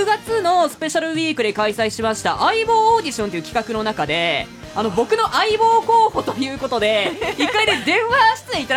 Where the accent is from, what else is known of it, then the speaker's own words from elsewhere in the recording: Hokkaido, Japan; 私は北海道民でございまして。